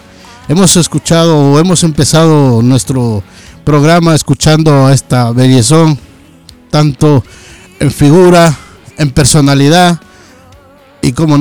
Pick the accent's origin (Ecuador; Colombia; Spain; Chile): Ecuador; moved away; Yo precisamente soy un ecuatoriano que llevo por acá más de 20 años, que tuve que dejar mi patria, mi país